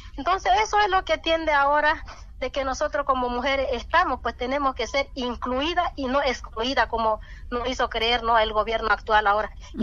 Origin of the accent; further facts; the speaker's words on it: Bolivia; cuando todos lo sabemos como bolivianos.